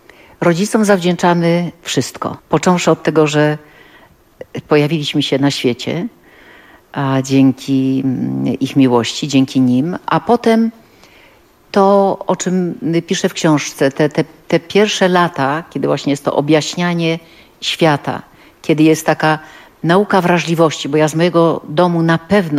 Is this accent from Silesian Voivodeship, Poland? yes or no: no; Gdańsk, Pomeranian Voivodeship, Poland; bo jestem gdańszczanką